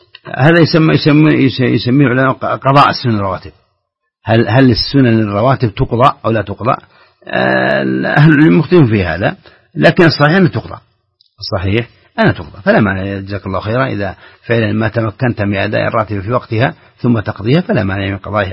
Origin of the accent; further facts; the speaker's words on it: Saudi Arabia; الريال عندنا في السعودية مثلا هو أصله فضة